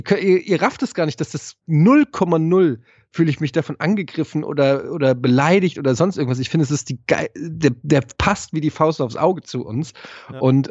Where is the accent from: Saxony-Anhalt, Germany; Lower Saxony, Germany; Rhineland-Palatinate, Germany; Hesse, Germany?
Hesse, Germany; Frankfurt; Ich bin Frankfurter, bei mir muss es dreckig und tight sein.